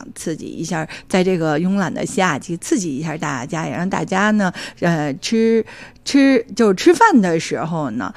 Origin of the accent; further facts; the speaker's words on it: Beijing, China; 因为我呢是土生土长的北京人